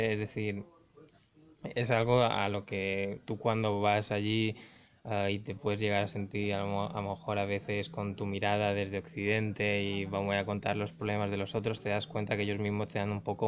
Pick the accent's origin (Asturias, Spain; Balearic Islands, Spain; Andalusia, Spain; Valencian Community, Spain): Balearic Islands, Spain; Palma; Y yo soy de Palma, y en Mallorca